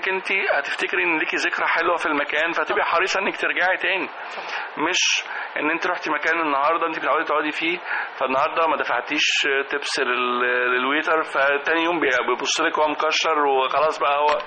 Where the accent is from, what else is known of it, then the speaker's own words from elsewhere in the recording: Egypt; كمصريين كمان بنحب نرغي كتير